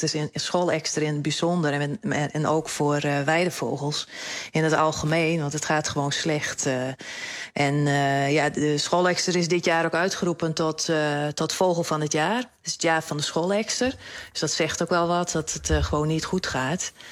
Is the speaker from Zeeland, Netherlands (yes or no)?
no; Ameland, Friesland, Netherlands; Ja, ik ben opgegroeid op Ameland. Ik woon er ook nog steeds.